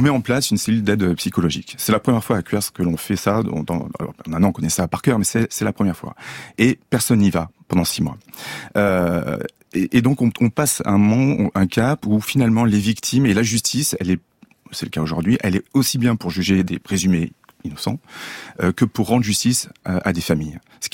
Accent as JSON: {"language": "French", "town": "Toulon", "region": "Provence-Alpes-Côte d'Azur", "country": "France", "tie": "born or raised there", "said": "Oui. J'ai grandi à Toulon, à côté."}